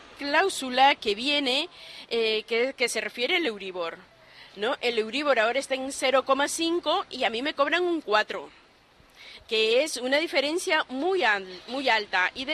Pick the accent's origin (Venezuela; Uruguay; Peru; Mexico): Peru; now in Spain